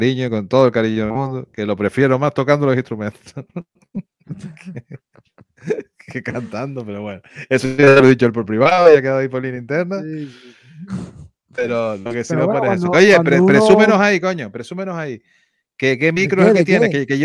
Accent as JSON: {"language": "Spanish", "region": "Canary Islands", "country": "Spain", "said": "Nosotros los canarios también lo decimos parecido"}